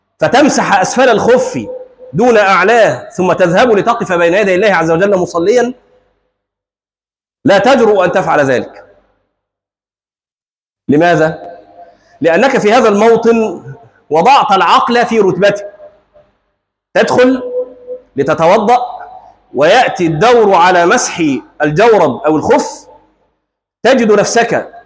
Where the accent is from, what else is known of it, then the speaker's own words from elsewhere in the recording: Egypt; وعندنا في مصر مثل مشهور